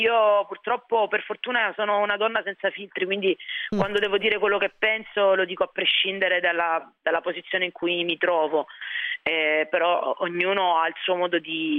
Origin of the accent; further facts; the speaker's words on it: Apulia, Italy; Io sono del Sud Italia, vengo da lì, vengo da un paesino in provincia di Lecce